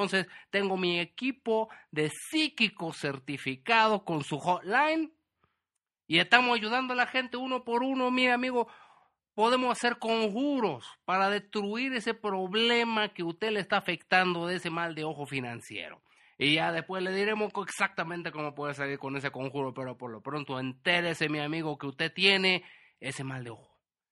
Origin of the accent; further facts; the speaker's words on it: Wisconsin, United States; accent: Chilango; Spanish is a second language; que no te confunda mi acento, que tú crees que yo soy de aquí, pero no, yo no soy chilango, a pesar de que suena con acento chilango, ya sé que la gente se confunde, yo soy de Wisconsin.